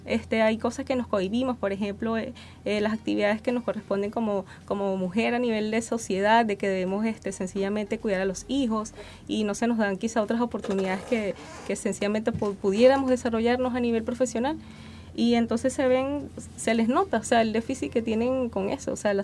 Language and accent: Spanish; Venezuela; El acento me delata. Soy venezolana.